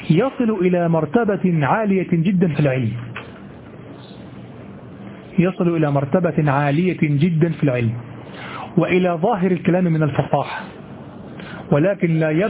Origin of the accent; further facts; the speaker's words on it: Egypt; accent: Egyptian; وبضم الحاء في لهجتنا المصرية يكون صوتها مهينا جدا